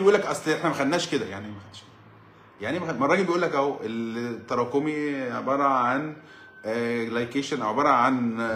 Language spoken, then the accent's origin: Arabic; Egypt; وبعدين انا بقول انا راجل مصري